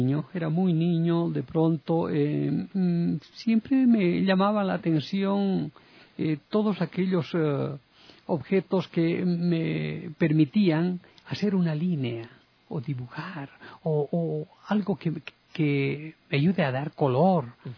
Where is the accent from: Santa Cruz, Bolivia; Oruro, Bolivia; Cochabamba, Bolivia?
Cochabamba, Bolivia; una radioemisora en mi ciudad natal, Cochabamba, convoca a un concurso de preguntas y respuestas.